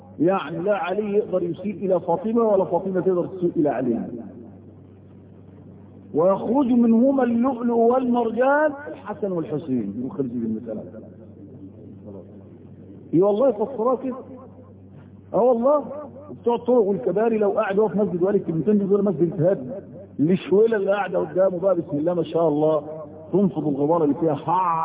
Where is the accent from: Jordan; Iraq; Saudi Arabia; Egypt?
Egypt; وده موجود حتى عندنا في مصر